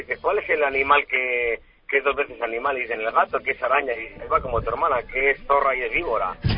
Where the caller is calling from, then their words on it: San Sebastián, Basque Country, Spain; Desde San Sebastián.